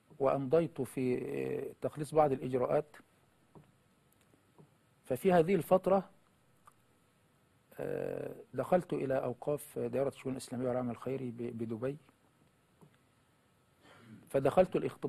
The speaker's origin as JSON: {"language": "Arabic", "region": "Dakahlia", "country": "Egypt", "tie": "born or raised there", "said": "بقرية بجوار قريتي تسمى طنبول الكبرى."}